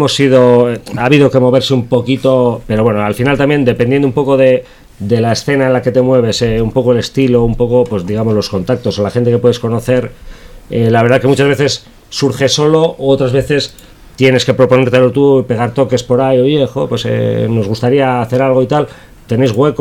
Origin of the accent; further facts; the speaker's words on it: Basauri, Basque Country, Spain; O sea, nosotros somos de Basauri.